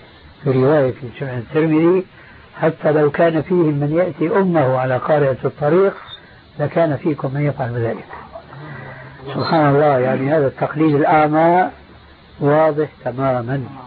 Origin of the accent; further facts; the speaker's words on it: Damascus, Damascus Governorate, Syria; كان عندنا في دمشق مروج موقوفة لرعاية الخيل